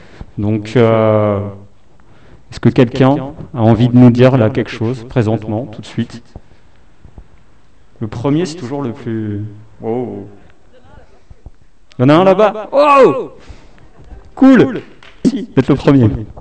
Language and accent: French; Île-de-France, France; moi, je suis pas de Belleville, je suis pas parisien, je suis plutôt du 93, donc j'en sais rien, en fait.